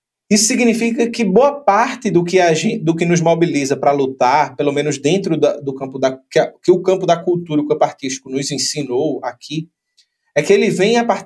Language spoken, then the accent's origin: Portuguese; Recife, Pernambuco, Brazil; Eu sou recifense e sou amante do carnaval.